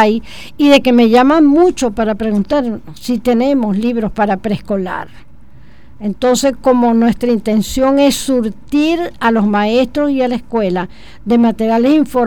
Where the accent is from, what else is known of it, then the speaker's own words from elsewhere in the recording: Los Teques, Miranda, Venezuela; yo soy de los Altos Mirandinos, concretamente Tequeña. Y algo que marcó mi vida fueron dos cosas. Los trenes y la neblina. Yo iba al colegio en medio de la neblina